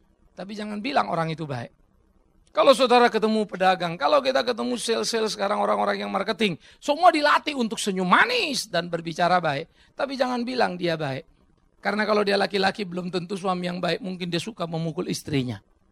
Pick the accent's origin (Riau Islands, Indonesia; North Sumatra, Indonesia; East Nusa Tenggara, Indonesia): North Sumatra, Indonesia; Pematangsiantar; Saya Batak, susah bagi saya jadi Jawa. Saya asli dari Siantar sana.